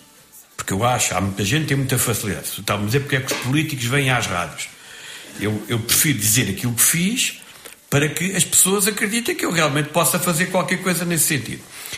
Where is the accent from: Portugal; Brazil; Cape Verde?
Portugal; Cabeceiras de Basto, Braga; also born or lived in Castelo Branco; eu sou de um distrito de Castelo Branco, da parte da minha mãe, da parte do meu pai, sou minhoto, sou de Braga, cabeceiras de pasto.